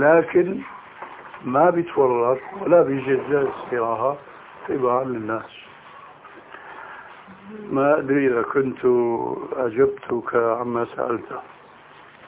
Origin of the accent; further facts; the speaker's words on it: Syria; أما جماهير الناس كما يقولون عندنا في سوريا هاتي دخل امشي